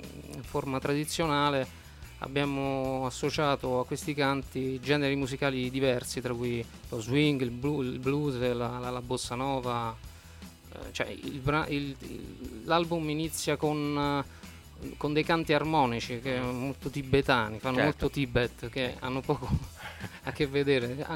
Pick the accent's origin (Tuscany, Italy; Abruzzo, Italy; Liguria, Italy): Abruzzo, Italy; accent: Abruzzese; io parlo in dialetto, appunto, in dialetto abruzzese, in dialetto del mio paese, e quindi canto anche in dialetto. Parlo in italiano e canto in italiano.